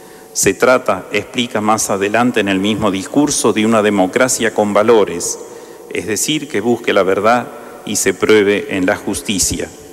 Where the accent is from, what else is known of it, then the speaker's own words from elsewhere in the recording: Argentina; Como argentinos y argentinas nos debemos un mayor desarrollo federal, sano y armónico.